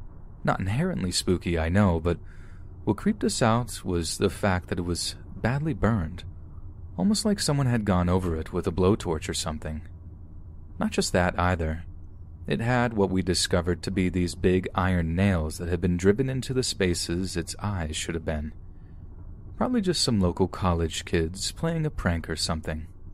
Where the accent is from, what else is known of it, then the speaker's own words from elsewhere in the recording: North Carolina, United States; I'm 20 years old and I'm from North Carolina.